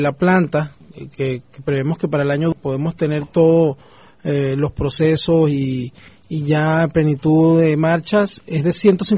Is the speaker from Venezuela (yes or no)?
yes; Falcón, Venezuela; No, yo soy del Estado Falcón, específicamente.